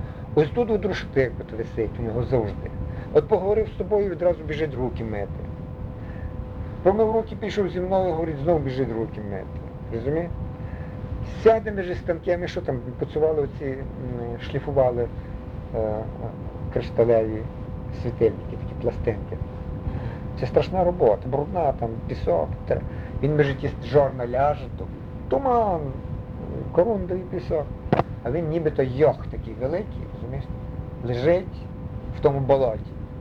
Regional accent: Ivano-Frankivsk, Ivano-Frankivsk Oblast, Ukraine; Тут на набережні в Станіславі жили. Він з Івано-Франківська, я з Івано-Франківська

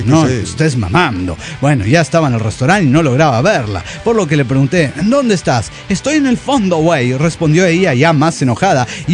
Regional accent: Mexico City, Mexico; del DF mexicano.

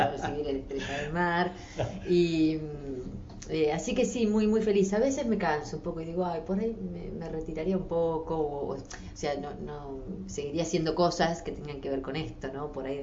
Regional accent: Buenos Aires Province, Argentina; Sí, al sur de la provincia de Buenos Aires, unos 80 kilómetros de capital.

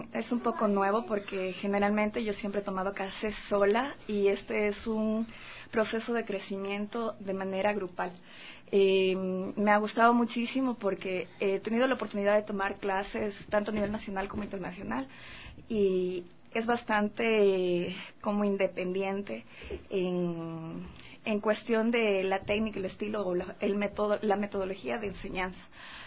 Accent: Quito, Pichincha, Ecuador; yo soy quiteña, y como se sabe, las quiteñas aquí se podría decir, o he escuchado mucho, que somos mojigatas

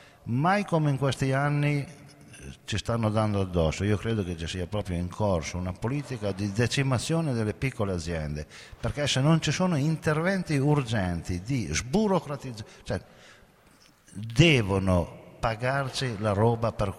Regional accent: Calamandrana, Piedmont, Italy; vengo da Calamandrana, sud dell'Astigiano. Viticoltori da sempre.

